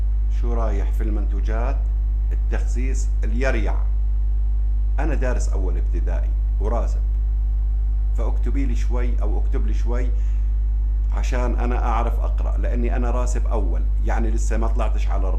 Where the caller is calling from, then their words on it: Morocco; من المغرب، أنا متتبعة لك من 2005